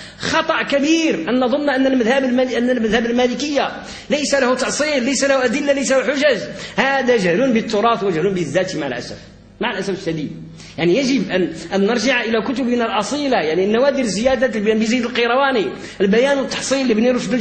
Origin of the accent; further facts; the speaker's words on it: Morocco; وقد كنا كمغاربه وكاندلسيين في عمقنا الحضاري اساتذه للمشرق